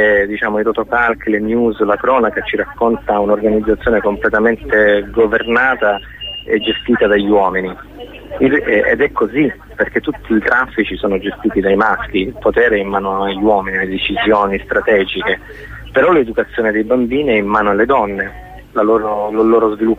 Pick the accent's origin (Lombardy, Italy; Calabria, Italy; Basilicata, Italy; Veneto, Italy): Calabria, Italy; io sono calabrese